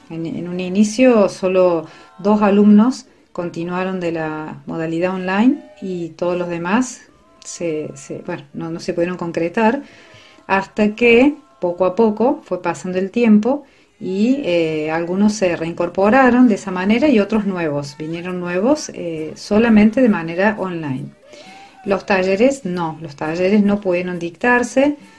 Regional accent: Córdoba, Argentina; now in Mendiolaza, Argentina; soy de Córdoba y hace aproximadamente 18 años vivo en Mendiolaza.

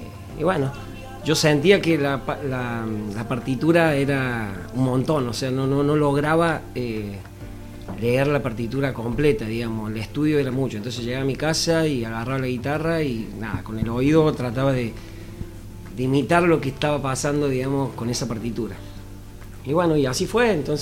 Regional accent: Hernando, Córdoba, Argentina; Yo soy de Hernando.

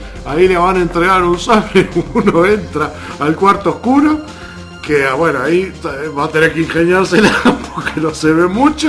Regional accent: Uruguay; Nosotros, como uruguayos, sabemos que estamos en el 1.

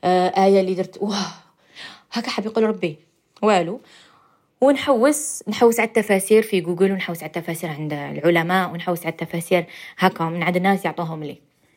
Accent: Algeria; accent: Algerian; حنا نفسروا على حساب ثاني اللهجه تاعنا الجزائريه، على حسبنا وحنا لهجتنا ماشي صحيحه

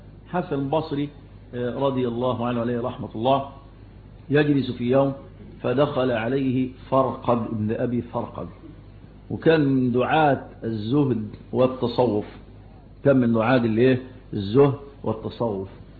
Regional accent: Shubra, Cairo Governorate, Egypt; فكنا نشوف المولد ده زمان يعملوه عندنا في حته اسمها ميني السيرج

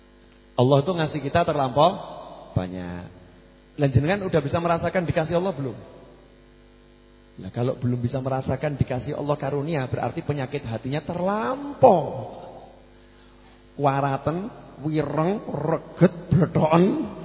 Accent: Surakarta, Central Java, Indonesia; accent: Solo; Saya ini orang Solo ya, lidahnya ya lidah Solo. Kalau ngomong Inggris ya salah-salah.

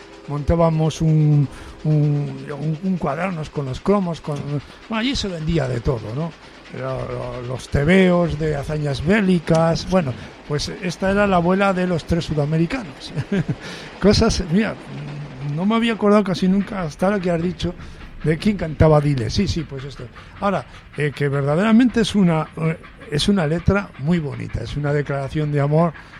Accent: Medina de Pomar, Castile and León, Spain; Los tres sudamericanos pasaron por mi pueblo, Medina de Pomar, Burgos, porque una vez... estábamos todos los chavales por allí en torno al pueblo

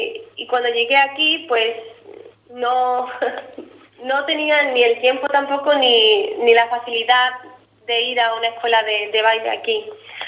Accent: Andalusia, Spain; now in Germany; soy de Cádiz, y hay gente que conoce Cádiz y gente que no. Después digo, bueno, es una provincia al lado de Málaga

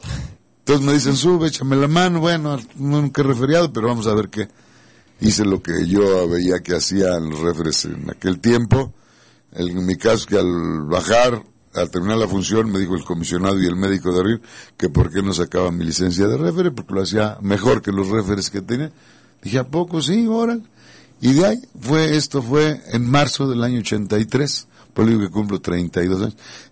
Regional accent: Mexico City, Mexico; also born or lived in Magdalena, Jalisco; yo vivía a dos calles de la Arena Coliseo allá en México. Yo soy de Magdalena, Jalisco, pero desde muy pequeño nos fuimos a radicar al Distrito Federal.

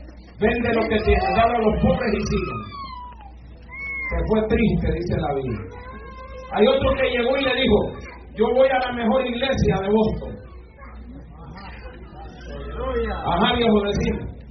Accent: Honduras; Lempira es un héroe nacional en mi país.

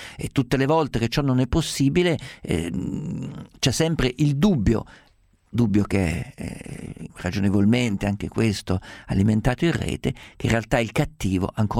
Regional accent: Perugia, Umbria, Italy; io vengo a Perugia, vivo a Perugia, sono nato a Perugia, ho vissuto a Perugia, che è una città con grandi tracce di Medioevo ancora nelle sue strade.

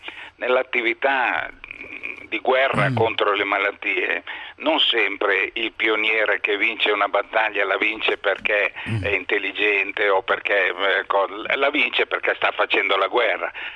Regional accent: Tuscany, Italy; Sono toscano e faccio delle definizioni toscaneggianti

